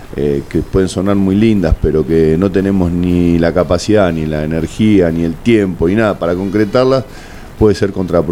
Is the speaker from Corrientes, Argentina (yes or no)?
no; Buenos Aires, Argentina; para mí de que vengo de Buenos Aires, empezar un partido a las 9:30, 10, ya es tarde